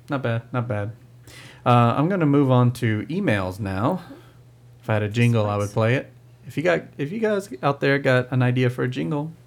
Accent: London, United Kingdom; accent: East London; I come from East London, so my accent is not like Wilson Kate, more like Ray Winston or Jason Statham.

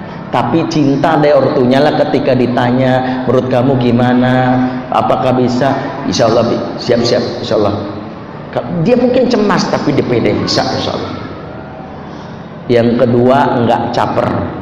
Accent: Padang, West Sumatra, Indonesia; Tapi jangan seuzon di orang Padang ya, saya orang Padang soalnya.

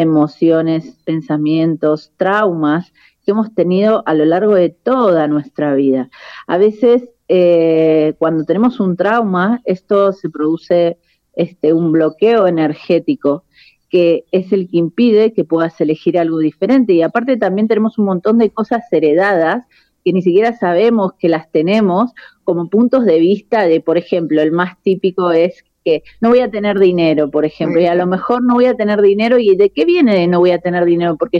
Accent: Argentina; moved away as an adult; now in Spain; Yo soy argentina, pero vivo en España hace 22 años. Sí, ahora estoy en Mendoza, estoy de vacaciones y dando clases.

